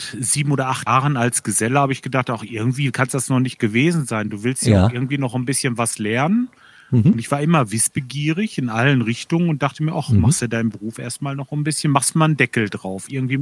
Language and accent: German; Lemgo, North Rhine-Westphalia, Germany; also born or lived in Bad Salzuflen; Ja, ursprünglich aus Lemgo. Geboren bin ich in Bad Salzuflen, dann in Lemgo groß geworden und jetzt wohne ich im Kalletal. Im kleinen Örtchen Kalle, das ist eigentlich so die südlichste Spitze vom Kalletal.